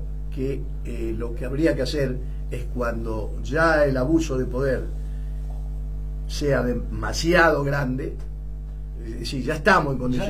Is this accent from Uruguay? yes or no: no; Argentina; pero a mí no me van a comprar, pues yo soy argentino.